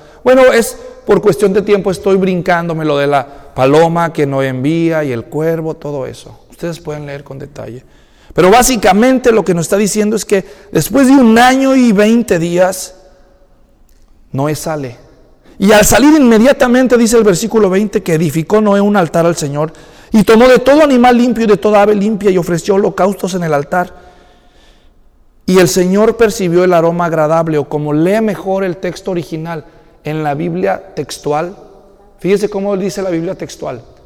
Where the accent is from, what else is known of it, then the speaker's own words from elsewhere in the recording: Mexico; ni moronga los que somos mexicanos.